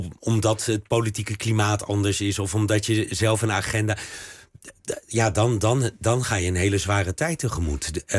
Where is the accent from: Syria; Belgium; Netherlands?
Belgium; Dat is ook waar je als Belg heel erg over verbaast.